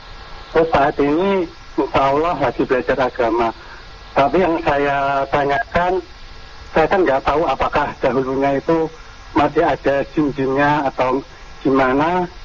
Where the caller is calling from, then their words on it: Kediri, East Java, Indonesia; Saya dari Kediri, Jawa Timur